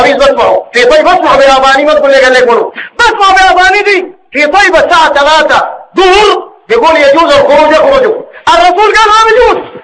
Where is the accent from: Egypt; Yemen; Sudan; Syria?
Sudan; زي ما هو الحاصل الواقع عندنا في السودان.